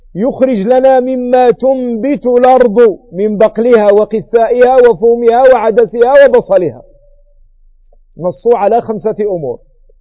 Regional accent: Morocco; ما يسمى عندنا بالمغرب بالبقولة

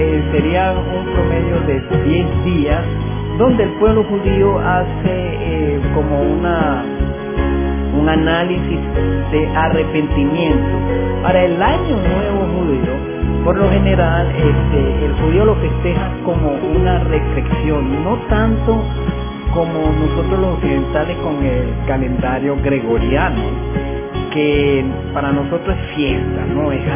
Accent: Chacao, Miranda, Venezuela; que somos parte ya de Caracas. Aunque no somos Caracas, somos del estado Miranda

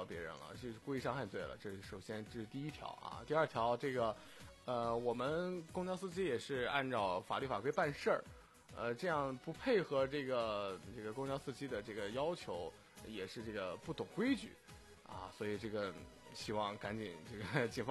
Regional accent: Qingdao, Shandong, China; 这个首先我作为一个青岛人，我要这个郑重的跟大家说一下

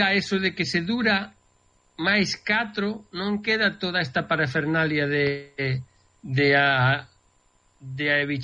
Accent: Galicia, Spain; now in New Jersey, United States; os galegos, eu quero lle moito, son galego

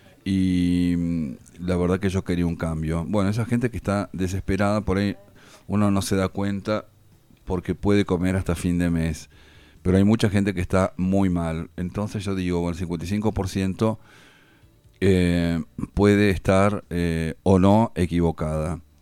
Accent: Argentina; como buenos argentinos deberemos apoyarlo

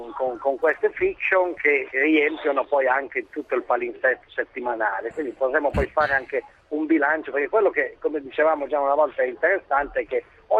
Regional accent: Lecce, Apulia, Italy; moved away as an adult; now in Milan, Italy; Sono a Milano da 4 anni e vengo da Lecce.

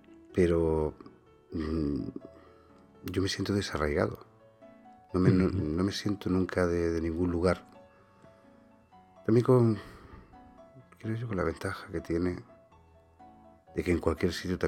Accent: Spain; me he criado en demasiados sitios aquí en Españistán

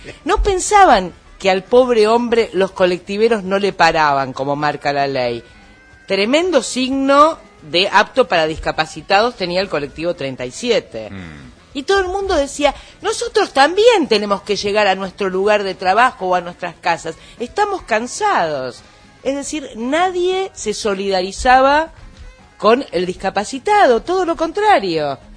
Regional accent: Buenos Aires, Argentina; Vi una postal muy interesante que habla mucho de cómo somos los porteños.

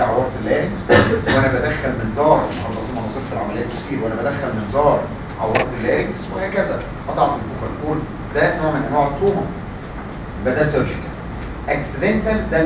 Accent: Egypt; عندنا في مصر الحقيقه مش الوير بتاع المركب

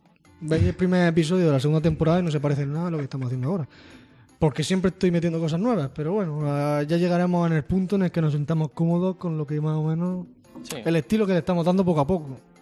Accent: Region of Murcia, Spain; Bueno, somos murcianos, no sabemos pronunciar muchas... La mitad de las letras nos las saltamos

